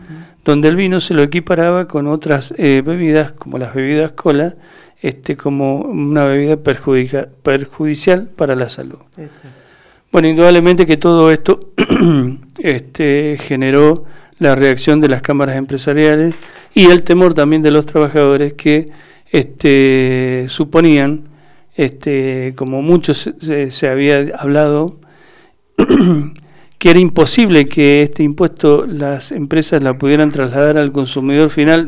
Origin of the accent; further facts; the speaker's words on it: Mendoza, Argentina; nosotros como mendocinos tuvimos la semana pasada toda una situación bastante agitada